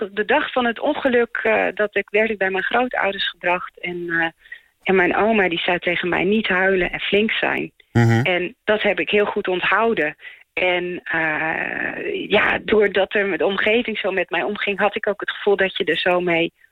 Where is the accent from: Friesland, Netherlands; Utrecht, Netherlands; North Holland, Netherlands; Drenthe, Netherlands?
Friesland, Netherlands; born there; toen ik in 2011 een keer in Heerenveen was, dat is in de buurt waar ik geboren ben